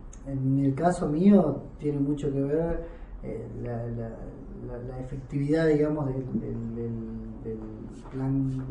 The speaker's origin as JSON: {"language": "Spanish", "country": "Argentina", "tie": "born or raised there", "said": "Yo fui criado como un argentino más prácticamente y mi recuperación identitaria la empecé hace un poco, hace 3 o 4 años"}